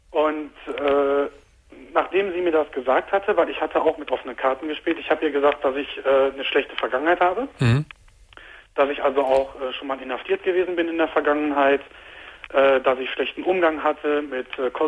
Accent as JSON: {"language": "German", "town": "Mönchengladbach", "region": "North Rhine-Westphalia", "country": "Germany", "said": "Also ich komme aus Mönchengladbach"}